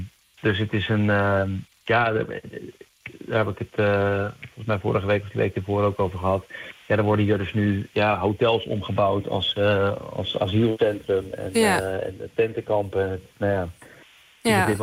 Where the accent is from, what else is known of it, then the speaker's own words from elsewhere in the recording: Netherlands; Ik kom zelf uit Nederland, kom ik uit een heel klein dorpje. En ik had tot ik echt ging studeren bij zo'n spreken, was ik in een, wat dat er gaat, een heel beschermde, toch een blanke omgeving.